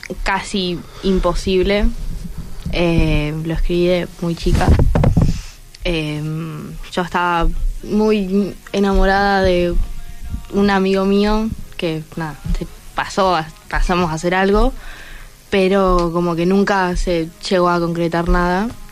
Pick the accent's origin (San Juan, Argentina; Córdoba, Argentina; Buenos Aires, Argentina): Córdoba, Argentina; Yo uh-huh. soy de Córdoba.